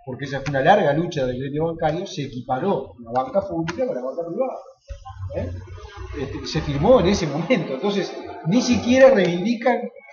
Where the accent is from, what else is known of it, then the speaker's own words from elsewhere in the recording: Uruguay; y porque somos uruguayos como cualquiera